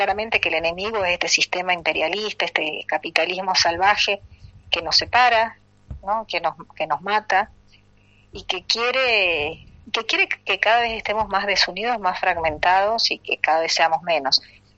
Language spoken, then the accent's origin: Spanish; Salta, Argentina; nosotros los salteños sabemos mucho porque venimos de la tierra de Güemes